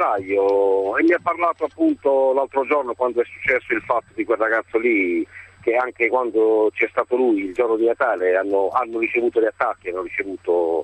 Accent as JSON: {"language": "Italian", "town": "Bari", "region": "Apulia", "country": "Italy", "said": "noi siamo del sud, noi sono di Bari"}